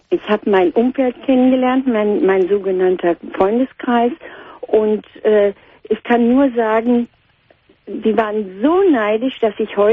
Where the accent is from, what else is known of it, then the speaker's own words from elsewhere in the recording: North Rhine-Westphalia, Germany; ich komme aus dem Ruhrgebiet